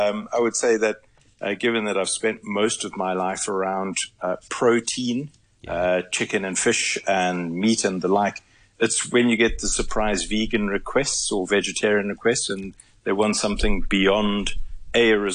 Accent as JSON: {"language": "English", "country": "South Africa", "said": "So to visit it as a South African is quite a treat."}